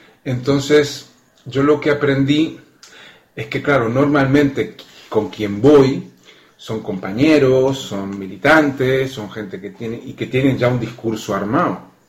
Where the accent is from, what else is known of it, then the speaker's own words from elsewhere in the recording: Uruguay; moved away; also born or lived in Spain; uruguayo. He empezado a militar a los 17 años en Tupamaros y luego me exilié aquí en el Estado español, entre Madrid y Sevilla.